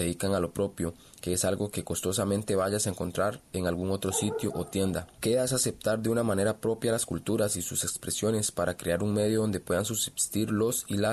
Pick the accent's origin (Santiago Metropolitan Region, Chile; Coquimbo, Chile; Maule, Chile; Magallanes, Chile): Magallanes, Chile; Punta Arenas; de Punta Arenas, soy artista callejero y artesano.